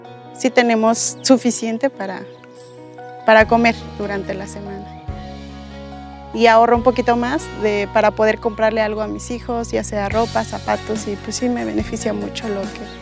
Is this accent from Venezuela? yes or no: no; Santiago Mixtlán, Mexico; soy de Santiago Mixtlán, barrio Cuarto.